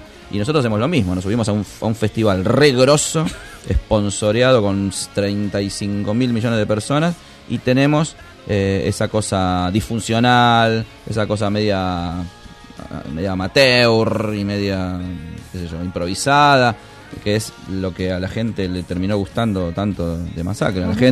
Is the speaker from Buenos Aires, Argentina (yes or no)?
yes; Buenos Aires, Argentina; cómo somos los argentinos, cómo somos los porteños, cómo somos los argentinos